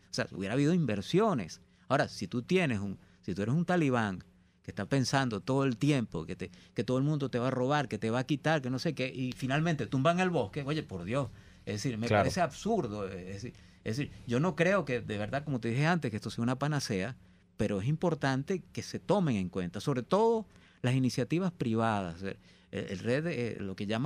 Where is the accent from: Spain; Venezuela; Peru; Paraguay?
Venezuela; Guayana; yo soy de Guayana y la minería en Guayana ha estado toda la vida